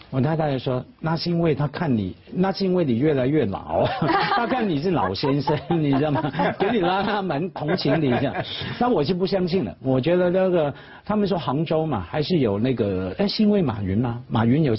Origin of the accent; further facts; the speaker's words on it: Hong Kong; 那我们小时候在香港，或者说我长大之后